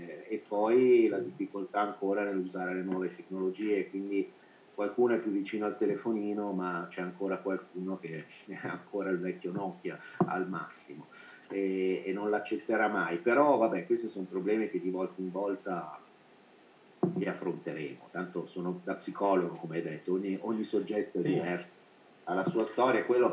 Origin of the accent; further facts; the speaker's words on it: Milan, Lombardy, Italy; now in Riparbella, Italy; sono originario di Milano, non ho problema di campanile